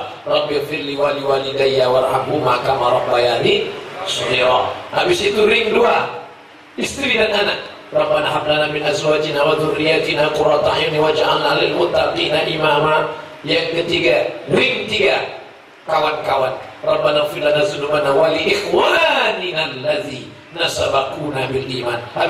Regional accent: Mecca, Makkah Province, Saudi Arabia; saya ini lahir di Makkah, besar di Makkah.

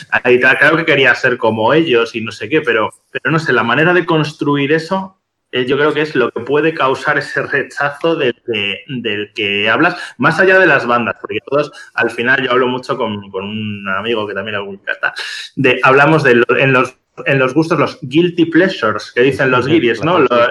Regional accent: Santander, Cantabria, Spain; now in Madrid, Spain; Y lo he visto en Santander, de donde yo soy, aunque vivo en Madrid.

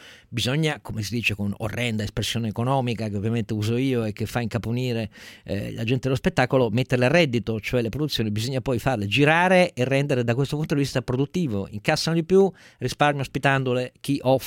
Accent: Turin, Piedmont, Italy; io da torinese

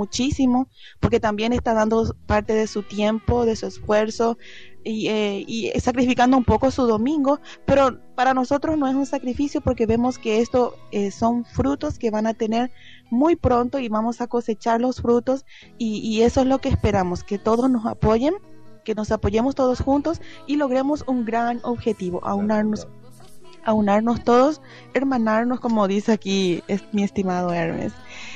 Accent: Paraguay; porque como nosotros somos paraguayos, pues queremos escuchar algo de Paraguay también

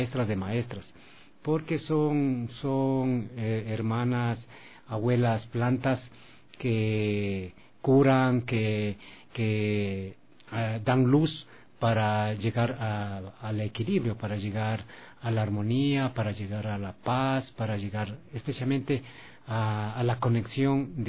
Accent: Baeza, Napo, Ecuador; born there; Y bueno, yo nací en Baeza.

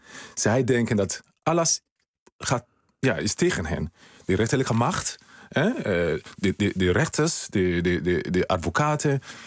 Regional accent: Sierra Leone; now in Netherlands; Ja, ik kom uit Sierra Leone.

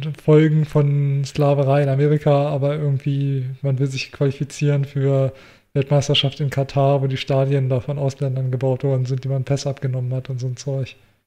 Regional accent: Germany; ich bin in der Großstadt aufgewachsen, mein ganzes Leben in der Großstadt gelebt

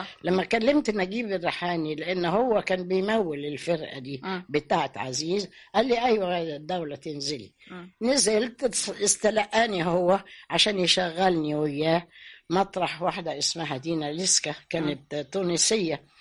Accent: Sudan; اللي انا تربيت عندهم في السودان

